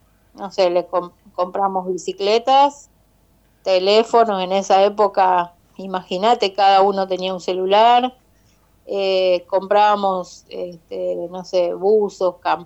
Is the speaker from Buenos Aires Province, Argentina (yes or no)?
yes; Verónica, Buenos Aires Province, Argentina; Oriunda de Verónica, o sea, yo nací en Verónica, me crié en Verónica, en la zona rural, casi cerca de Punta Indio, por allá por detrás de la base, como le decimos siempre.